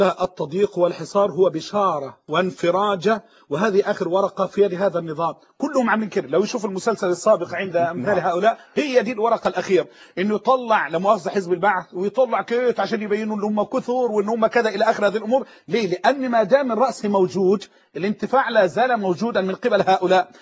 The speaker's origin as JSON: {"language": "Arabic", "country": "Egypt", "said": "بمعنى لما تيجي عندنا في مصر عندنا مؤسسه دينيه"}